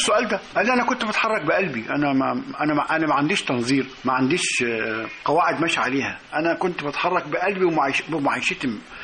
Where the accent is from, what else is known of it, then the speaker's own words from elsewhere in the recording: Suez, Suez Governorate, Egypt; السويس مش محتاجة تعريف، معرفة نفسها أكثر مما يكون. عايز أقول لك إحنا أطفال كنا بنلعب في دبابات، وكنا بنجري على عربيات عسكرية، وكان الأفارول والعساكر جزء من حياتنا اليومية.